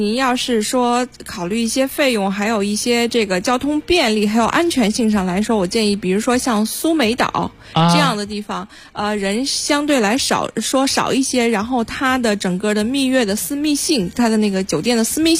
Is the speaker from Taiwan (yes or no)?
no; China